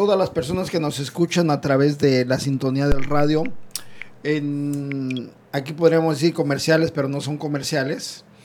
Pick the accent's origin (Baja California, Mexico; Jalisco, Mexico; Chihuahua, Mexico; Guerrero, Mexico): Guerrero, Mexico; Teloloapan; No soy originario de Telolapan, pero viví la mayoría de mis años y me considero de Telolapan, de ahí, Telolapan Guerrero.